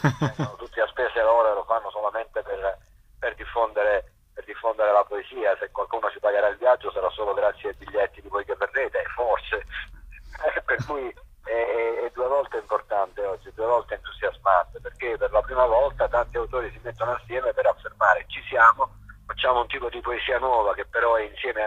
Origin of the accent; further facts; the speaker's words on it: Naples, Campania, Italy; Io sono napoletano, abbiamo già perso lo scudetto